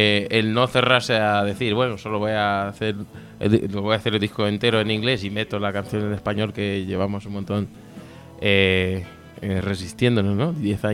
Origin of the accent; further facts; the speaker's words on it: Angola; first language Portuguese; Spanish is a second language; Y yo pues, soy de Angola, hablo portugués.